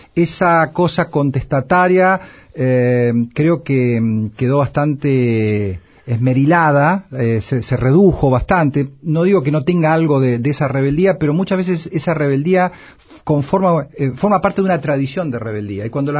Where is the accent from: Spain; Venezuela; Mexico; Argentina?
Argentina; La Plata, Buenos Aires Province; Anoche en la Ciudad de La Plata, de donde soy oriundo y donde vivo